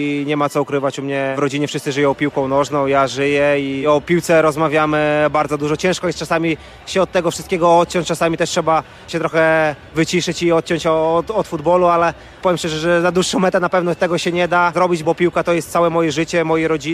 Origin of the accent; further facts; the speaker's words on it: Białystok, Podlaskie Voivodeship, Poland; jestem z Białegostoku, żona jest z Białegostoku